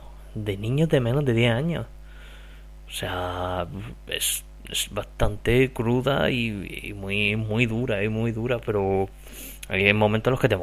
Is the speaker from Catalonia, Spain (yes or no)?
no; Region of Murcia, Spain; el murciano de Dos Frikis y un Murciano.